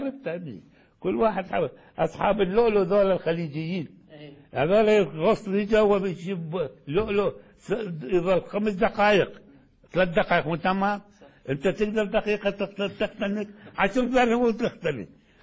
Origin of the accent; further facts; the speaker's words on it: Baghdad, Baghdad Governorate, Iraq; يعني الحقيقة إحنا عندنا في بغداد